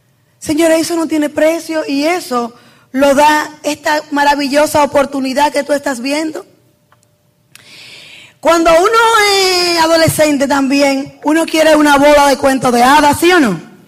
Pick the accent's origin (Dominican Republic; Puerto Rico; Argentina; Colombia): Dominican Republic; San Francisco de Macorís, Duarte; Acuérdate que yo soy de San Francisco de Macorís. Y nunca yo iba a tener estas oportunidades.